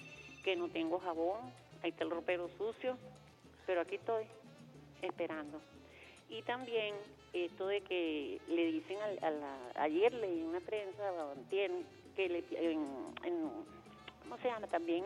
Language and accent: Spanish; Venezuela; soy pueblo venezolana y chavista.